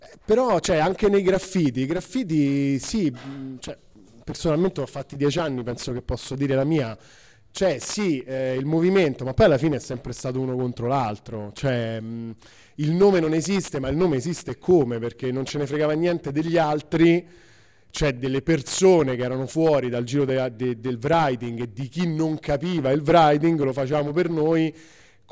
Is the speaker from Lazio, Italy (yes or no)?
yes; Rome, Lazio, Italy; io vengo da Roma